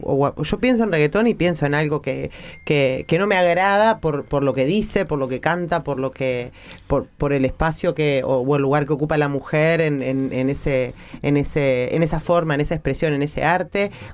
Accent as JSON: {"language": "Spanish", "town": "Las Toscas", "region": "Canelones", "country": "Uruguay", "said": "Las Toscas soy yo, sí."}